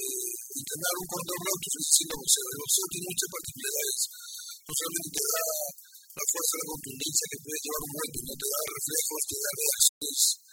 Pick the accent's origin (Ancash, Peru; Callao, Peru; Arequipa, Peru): Callao, Peru; Carmen de la Legua; born there; yo nací en Carmen de la Legua